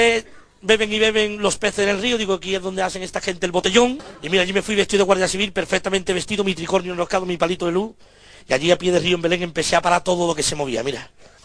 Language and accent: Spanish; Cádiz, Andalusia, Spain; aunque soy de Cádiz, empecé a currar desde el primer día